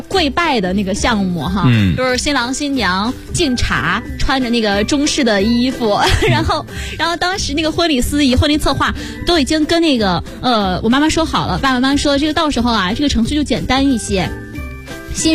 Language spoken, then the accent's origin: Chinese; Shandong, China; 哦，可能是因为我是山东人